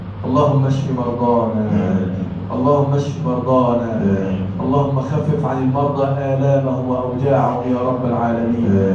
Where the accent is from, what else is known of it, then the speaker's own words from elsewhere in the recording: Egypt; اللهم اجعل بلدنا مصر بلدا امنا سخاء رخاء وسائر بلاد المسلمين.